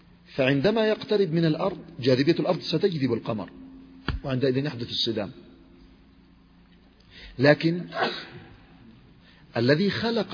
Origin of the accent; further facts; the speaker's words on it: Yemen; حصل حادث مؤلم في بلادي اليمن.